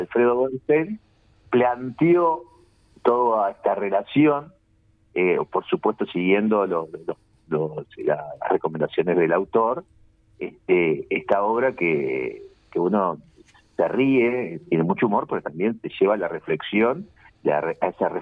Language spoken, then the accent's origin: Spanish; Paysandú, Uruguay; now in Montevideo, Uruguay; Sí vengo de una formación de Paysandú, porque soy de Paysandú, sí. Cuando vine a Montevideo.